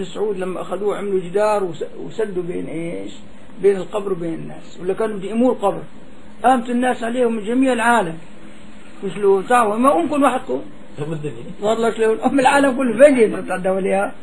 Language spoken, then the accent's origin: Arabic; Damascus, Damascus Governorate, Syria; هون عنا ما بيعملوا هون عنا لحد ما فيه كله شق عندنا في دمشق كله شق